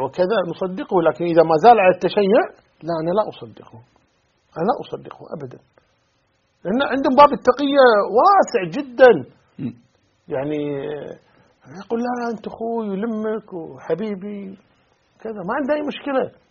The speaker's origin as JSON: {"language": "Arabic", "country": "Kuwait", "said": "يعني عندنا في الكويت مثلا"}